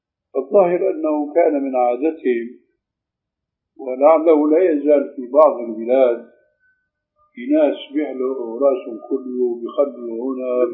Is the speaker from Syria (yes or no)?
yes; Syria; أشبه شيء فيما يبدو لي بالحلاقة الإنجليزية هذا تعرف عندنا في سوريا.